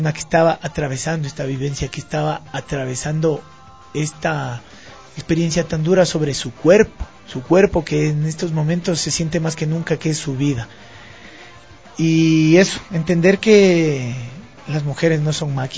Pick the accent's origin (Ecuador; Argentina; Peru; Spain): Ecuador; Quito, Pichincha; also born or lived in Ibarra; Soy de Ibarra, pero vivo en Quito desde pequeño. Tengo 27 años